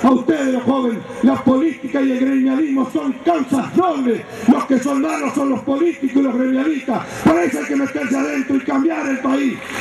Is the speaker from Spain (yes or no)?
no; Argentina; y como argentinos, el país de la patria tenemos que defender